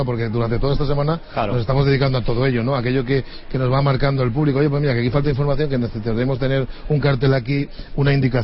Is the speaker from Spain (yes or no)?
yes; Valencian Community, Spain; tú al final tienes el sentimiento, como fallero, como valenciano, de que algo grande hemos conseguido